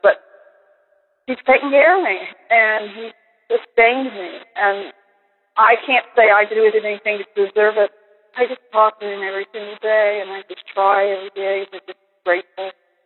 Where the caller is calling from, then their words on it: Virginia, United States; I'm calling from Virginia.